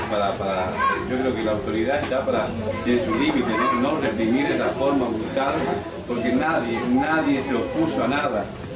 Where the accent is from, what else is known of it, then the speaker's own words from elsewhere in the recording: Corrientes, Argentina; yo soy correntino